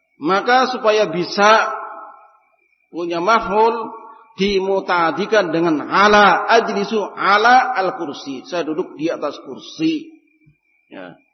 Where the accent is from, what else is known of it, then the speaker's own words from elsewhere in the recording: Java, Indonesia; Ini bahasa Arab dulu, Pak. Kita orang Jawa sih.